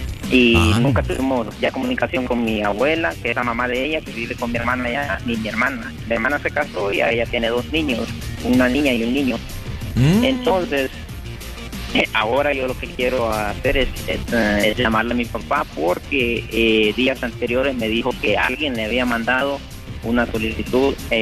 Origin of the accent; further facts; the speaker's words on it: Honduras; También de Honduras.